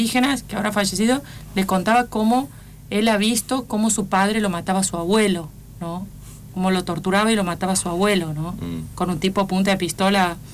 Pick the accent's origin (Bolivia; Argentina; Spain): Argentina; Santiago del Estero; porque soy Santiago del Estero